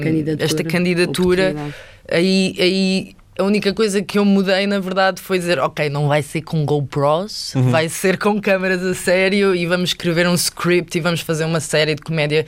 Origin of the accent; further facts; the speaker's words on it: Viana do Castelo, Portugal; Eu sou de Viana do Castelo também, por isso I can relate.